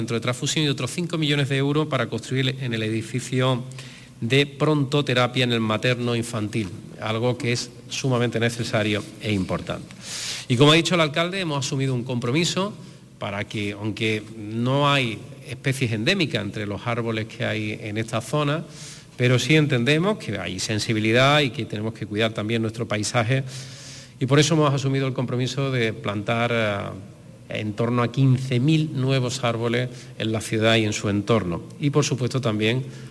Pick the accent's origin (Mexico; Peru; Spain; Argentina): Spain; Málaga, Andalusia; como malagueño, me emociona poder compartir este acto con todos vosotros que representáis una buena parte de lo que es mi ciudad.